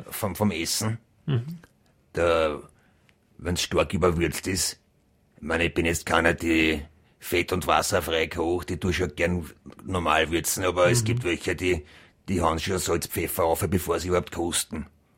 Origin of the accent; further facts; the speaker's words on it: Styria, Austria; weil ich gesagt habe, ich bin eine Steirer Woman.